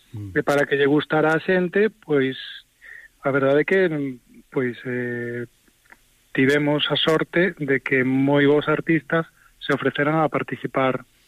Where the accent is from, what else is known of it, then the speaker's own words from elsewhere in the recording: A Coruña, Galicia, Spain; eu son de Coruña